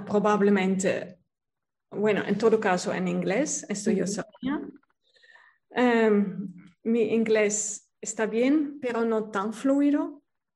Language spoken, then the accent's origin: Spanish; Netherlands; Spanish is a second language; also born or lived in Peru / Bolivia; now in Switzerland; o por ejemplo en Holanda, donde crecí, yo soy holandesa de padres común y corriente holandeses.